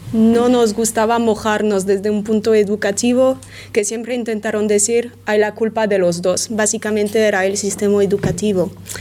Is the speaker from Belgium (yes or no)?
yes; Belgium; Spanish is a second language; Yo soy de Bélgica, no sé cómo es en España